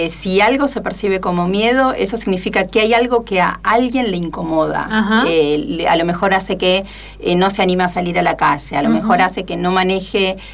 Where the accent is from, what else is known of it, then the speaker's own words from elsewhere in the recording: Argentina; also born or lived in Germany; sin olvidar el lugar al cual pertenezco y el que más me importa, uh-huh. ¿no? Que es tanto Argentina como América Latina